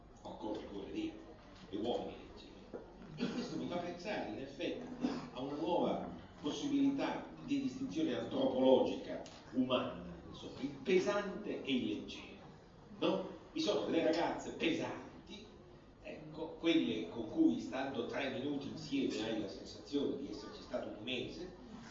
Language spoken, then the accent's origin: Italian; Rome, Lazio, Italy; Lo diciamo un po' alla romana, noi che siamo romani